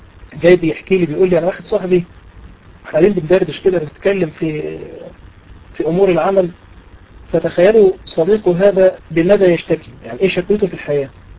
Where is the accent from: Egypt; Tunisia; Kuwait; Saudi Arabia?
Egypt; دي من الأمثلة المشهورة عندنا في مصر